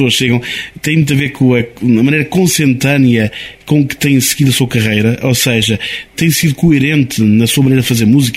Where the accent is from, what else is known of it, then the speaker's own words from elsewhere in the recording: Oliveira do Hospital, Centro, Portugal; sou suspeito porque sou aqui mesmo do Oliveira do Hospital